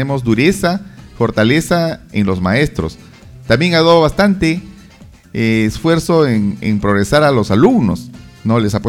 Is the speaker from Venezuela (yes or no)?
no; Peru; Esto no es una guerra, señores, somos todos peruanos.